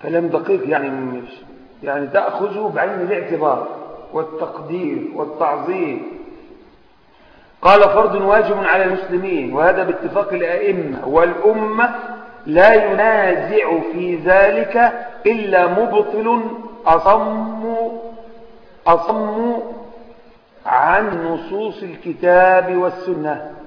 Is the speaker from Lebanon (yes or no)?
no; Egypt; طبعا احنا من مصر